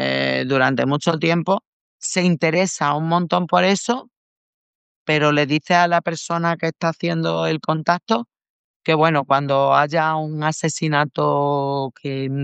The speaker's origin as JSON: {"language": "Spanish", "town": "Almendralejo", "region": "Extremadura", "country": "Spain", "tie": "born or raised there", "said": "Villafranca de los Barros, que es un pueblito de aquí de Extremadura cerca de mi pueblo, de Almendralejo"}